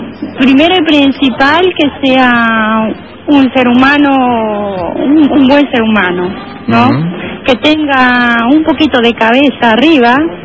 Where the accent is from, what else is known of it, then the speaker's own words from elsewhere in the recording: Argentina; Como buena argentina que soy.